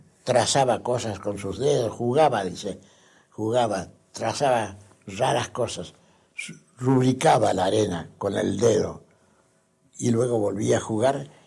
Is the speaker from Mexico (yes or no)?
no; Argentina; en mi país, acá en la Argentina y aquí en Córdoba